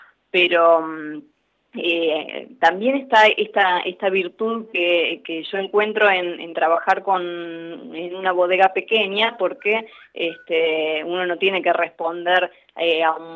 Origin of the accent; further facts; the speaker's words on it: Mercedes, Buenos Aires Province, Argentina; Nosotros somos, sí, de Mercedes, a 100 kilómetros de casa.